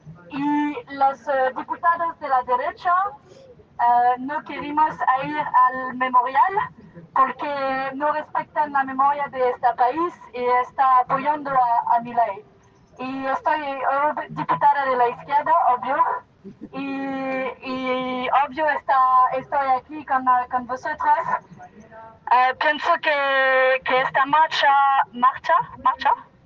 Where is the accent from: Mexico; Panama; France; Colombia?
France; Spanish is a second language; soy eurodiputada de Francia y estoy aquí con unos diputados